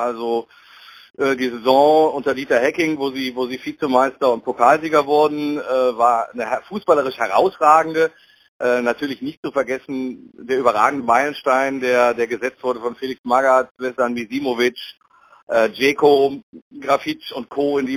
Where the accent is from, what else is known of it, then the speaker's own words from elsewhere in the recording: Düsseldorf, North Rhine-Westphalia, Germany; Ich als Düsseldorfer habe auch schon sehr häufig die Kölner gelobt.